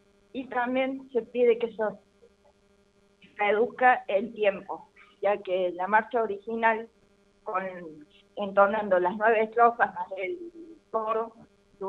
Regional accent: Argentina; en todo momento se requiere recordar que somos argentinos

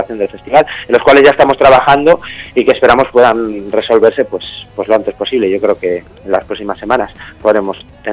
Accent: Vimenes, Asturias, Spain; born there; also born or lived in Gijón; la gente me identifica mucho con Gijón, sí que es verdad que soy nacido en Vimenes.

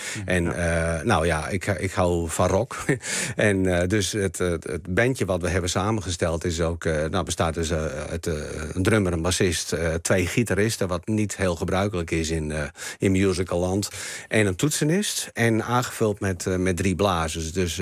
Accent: Friesland, Netherlands; Nou, dat denk ik wel, want ik ben Fries en hij niet.

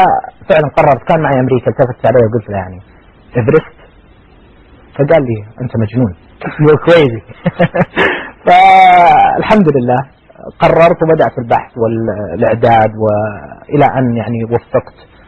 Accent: Riyadh, Riyadh Province, Saudi Arabia; طبعا أنا من المملكة العربية السعودية الرياض

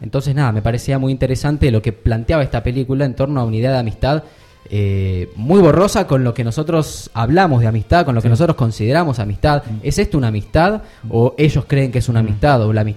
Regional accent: Argentina; Está bueno verla como argentino.

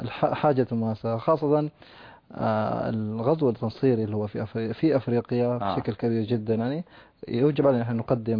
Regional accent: Chad; أنا من تشاد بالضبط،

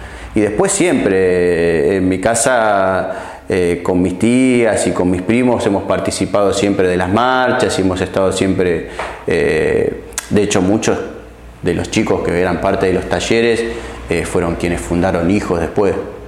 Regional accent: La Matanza, Buenos Aires Province, Argentina; also born or lived in Puerto Madryn; crecí en La Matanza, pero nací en Puerto Madryn.

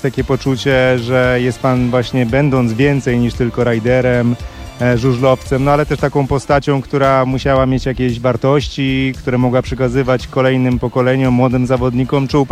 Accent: Gdańsk, Pomeranian Voivodeship, Poland; Ja jestem akurat z Gdańska

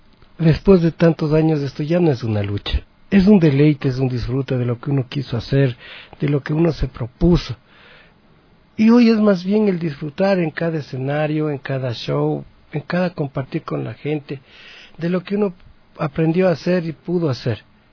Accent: Latacunga, Cotopaxi, Ecuador; A mi tierra, a mi bella tierra Cotopaxi, a los cantones en donde yo canté, Mulaló, Pualó, Salcedo, Saquicilí, Tanicuchí, La Tacunga, mi bella La Tacunga.

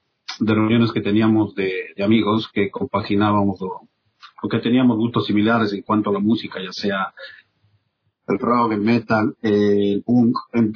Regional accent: Cuenca, Azuay, Ecuador; está Clever, que somos cuencanos.

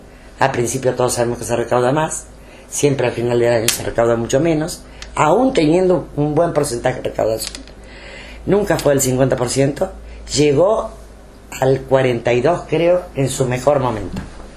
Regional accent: Argentina; lo que yo creo es que primero somos argentinos.

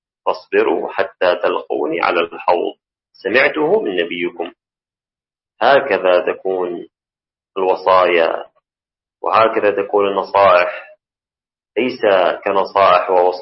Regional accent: Syria; وهذا ما رأيناه رؤيا العين في بلدنا سوريا

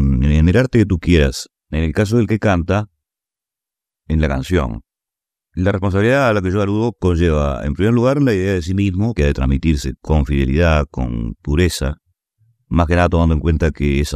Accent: Uruguay; todavía puedo hacerlo en mi tierra. Y naturalmente fuera del Uruguay.

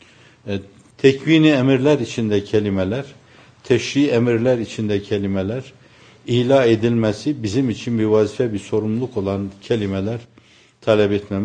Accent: Erzurum, Turkey; Benim kendi memleketim olan Erzurum'da da derlerdi, köyünde de derlerdi, kentinde de derlerdi bunu.

